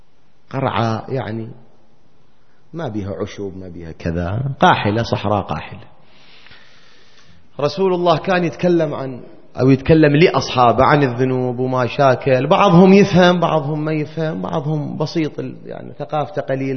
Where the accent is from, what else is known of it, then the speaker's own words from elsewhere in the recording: Iraq; ما أدري إحنا هيك كان عندنا بالعراق وبلادنا العربية بصورة عامة كان موجود